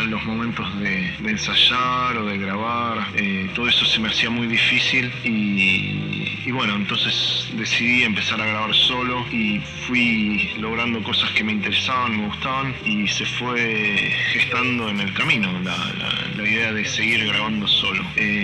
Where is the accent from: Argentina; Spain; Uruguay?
Argentina; born there; also born or lived in Canada; yo soy nacido en Argentina, pero sigo teniendo una parte de mí en Canadá.